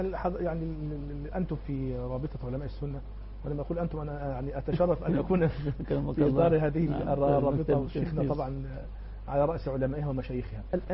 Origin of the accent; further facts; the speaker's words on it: Egypt; يعني إيه المطلوب مني أنا كمواطن مصري أو كثائر؟